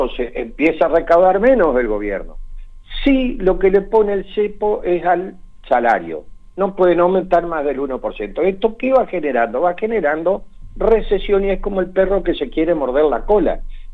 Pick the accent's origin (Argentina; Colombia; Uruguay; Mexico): Argentina; que nosotros podamos decidir como argentinos cuál es el destino de nuestro país y qué país queremos.